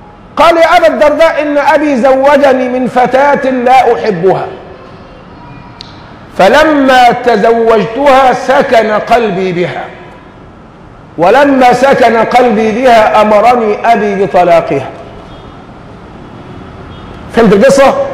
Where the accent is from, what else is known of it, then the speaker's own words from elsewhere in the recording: Egypt; هذه ظاهره يعني بتخزينا كمصريين